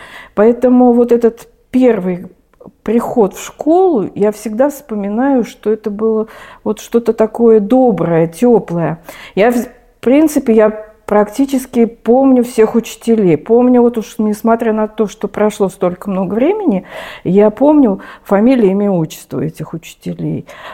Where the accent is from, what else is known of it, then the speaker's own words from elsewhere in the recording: Moscow, Russia; Все мое детство прошло в Москве. Я родилась в Москве, училась в Москве. То есть я коренная москвичка. Мои бабушки и дедушки тоже были жили в Москве. Я училась в московских школах.